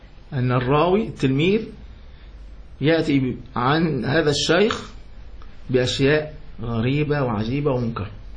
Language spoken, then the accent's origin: Arabic; Yemen; لكن في اليمن، أنا من اليمن خلاص